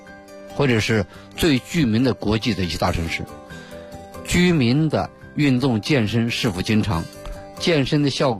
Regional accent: Beijing, China; 尤其是我们北京人啊

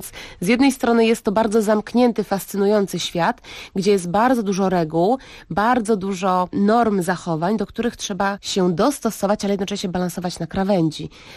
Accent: Libya; dorastając w Libii, tam też nie ma kina.

